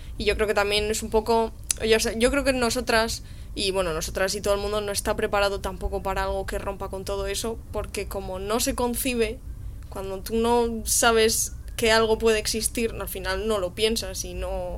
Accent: Madrid, Community of Madrid, Spain; O sea, a mí no me gusta Madrid, y yo soy de Madrid, por desgracia, de pura cepa además, y es que no me gusta nada.

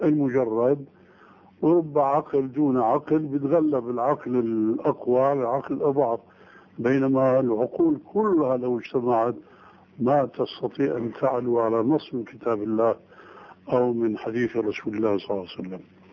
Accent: Syria; كما يقولون عندنا في الشام

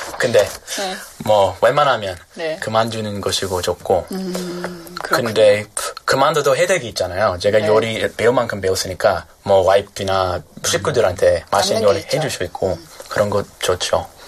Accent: California, United States; 제가 캘리포니아에서 왔는데 거기 뭐 LA 있잖아요.

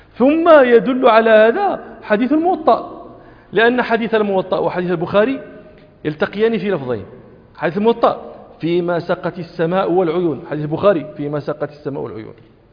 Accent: Morocco; وإذاك تمرون في في في في عندنا في المغرب

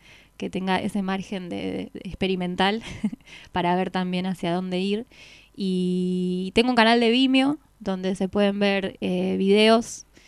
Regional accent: La Plata, Buenos Aires Province, Argentina; Soy platense, así que sé que también estoy en una ciudad donde, bueno, hace muchos años que me dedico a la música y tengo un entorno bastante propicio.

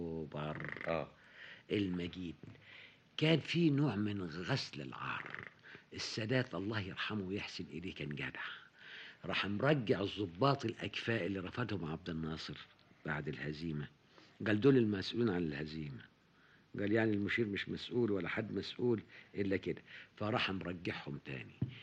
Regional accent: Sharqia Governorate, Egypt; وهو صعيدي وانا شرقاوي

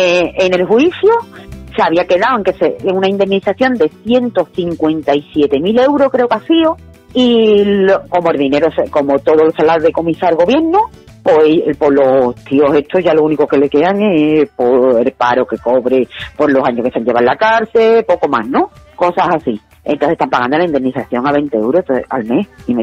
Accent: Spain; yo como soy española, a mí no me pueden estar obligando a ejercer la prostitución.

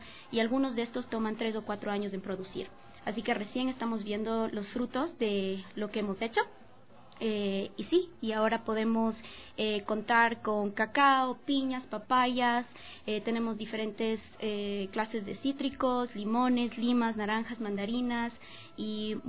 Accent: Ambato, Tungurahua, Ecuador; nosotros somos de Ambato, de la ciudad de Ambato

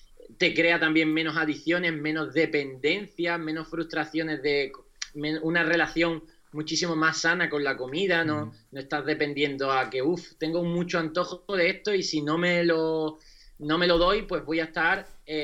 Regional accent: Huelva, Andalusia, Spain; Ya he hecho aquí uno este fin de semana en mi tierra, en Huelva

